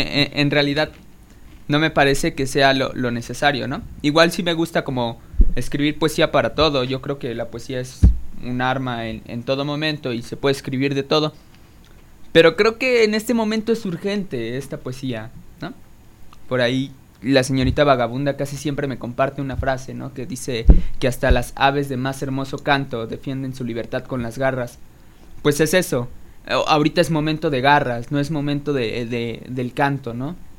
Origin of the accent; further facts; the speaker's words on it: Nezahualcóyotl, State of Mexico, Mexico; soy clase mediero. Y soy clase mediero de Nesa, y cuando eres de un lugar así, o tan siquiera de donde yo vengo, la realidad es innegable.